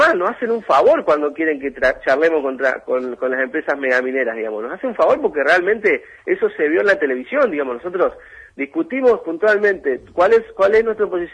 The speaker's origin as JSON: {"language": "Spanish", "town": "Rawson", "region": "Chubut", "country": "Argentina", "said": "Yo soy de Rawson, pero estuve mucho tiempo afuera"}